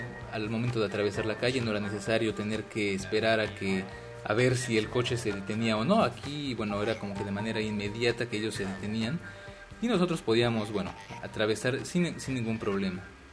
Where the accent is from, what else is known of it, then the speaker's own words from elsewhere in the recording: Mexico; now in Paris, France; Yo soy mexicano, pero bueno, vivo en París actualmente por razones de estudio y de trabajo.